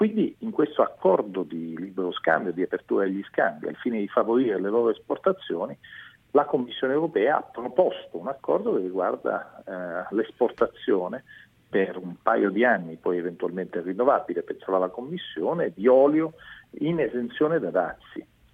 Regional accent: Sicily, Italy; Per esempio, come siciliani abbiamo chiesto il riconoscimento dell'indicazione geografica protetta per l'olio di oliva siciliano

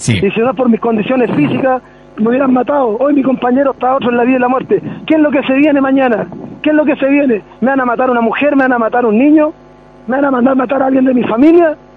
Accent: Chile; somos portuarios, somos dignos, somos chilenos, pero somos los chilenos de verdad.

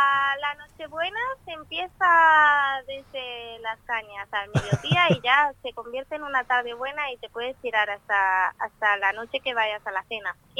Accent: Manzanares, Castilla-La Mancha, Spain; Sí, me pillas en mi pueblo, en mi casa.

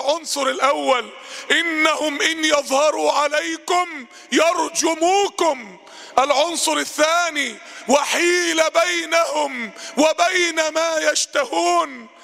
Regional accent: Egypt; تاني احنا عندنا في مصر 40% من الشعب تحت خط الفقر

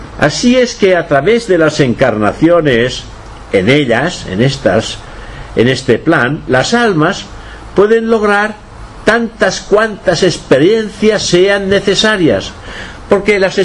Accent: Catalonia, Spain; Y si después me apuras, pues soy europeo. Y si me apuras más, pues soy español. Y si me apuras más, pues soy catalán.

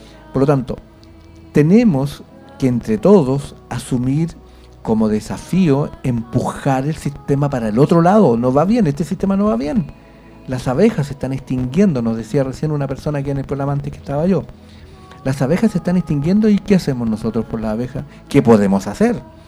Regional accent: Chile; Nosotros somos responsables, los chilenos.

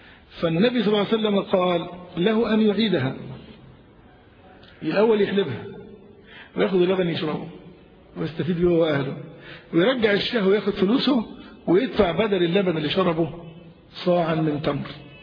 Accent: Egypt; عندنا في مصر الناس جهال

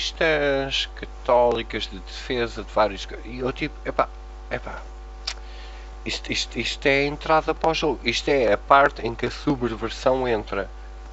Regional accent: Portugal; mesmo sendo portugueses e gostarmos de Portugal

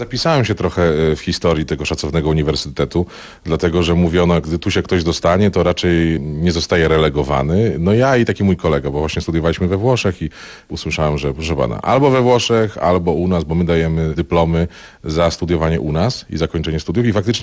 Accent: Lower Silesian Voivodeship, Poland; Nie, ja jestem z Dolnego Śląska, a na Górnym Śląsku skończyłem.

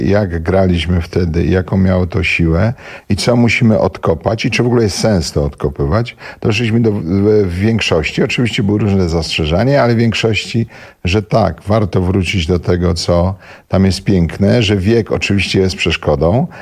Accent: Silesian Voivodeship, Poland; moved away as an adult; Wiesz co, jak wyjechałem ze Śląska, to było intensywniejsze, nie?

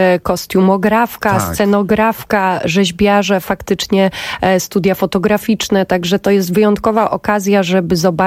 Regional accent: Poznań, Greater Poland Voivodeship, Poland; moved away as an adult; now in Warsaw, Poland; przyjechałam z Poznania, to tam się urodziłam, więc mogę dzisiaj śmiało powiedzieć, że no ta Warszawa jest moim miastem

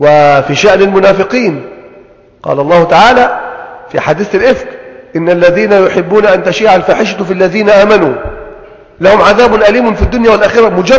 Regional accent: Egypt; يعني عندنا في مصر هنا مثلا ثمرة الطماطم دائما ممكن تأتي في اوقات تنعدم.

